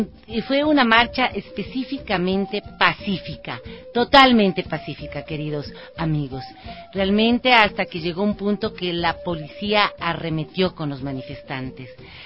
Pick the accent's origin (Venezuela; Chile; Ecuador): Ecuador; no podemos permitir, como ecuatorianos y ecuatorianas, que vengan a violentar y a vulnerar nuestros derechos